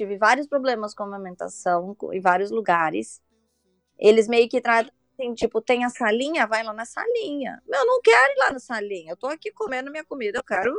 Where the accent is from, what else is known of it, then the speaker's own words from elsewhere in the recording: São Paulo, Brazil; Porque eu sou de São Paulo, meus pais moram lá.